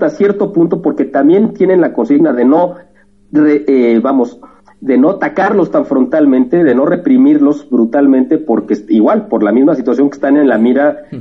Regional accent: Mexico; la misma población que tiene España es la que nosotros como mexicanos tenemos en Estados Unidos

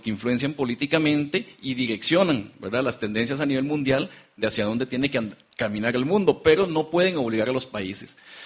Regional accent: Costa Rica; hablo portugués, yo vengo de Costa Rica

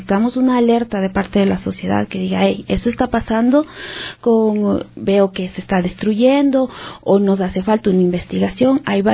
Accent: Ecuador; y que eso somos como ecuatorianos.

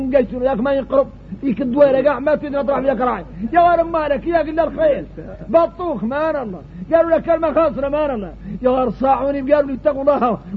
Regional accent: Mauritania; حقيقة نحن موريتاني

